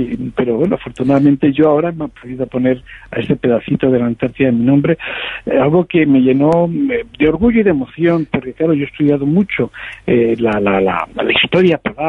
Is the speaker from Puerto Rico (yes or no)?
no; Spain; Soy un español, hay como 12 españoles más a los que les han puesto un pico, una playa, un cabo